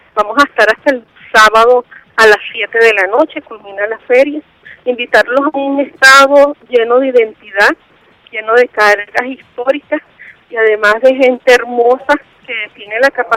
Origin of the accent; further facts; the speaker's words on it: Caracas, Capital District, Venezuela; yo soy caraqueña.